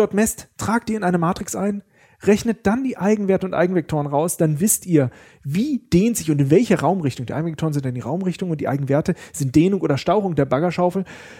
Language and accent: German; Bad Pyrmont, Lower Saxony, Germany; now in Karlsruhe, Germany; Ich komme nicht aus Karlsruhe, wo wir jetzt auch gerade sind, sondern aus Niedersachsen, aus einem schönen Städtchen Bad Pyrmont.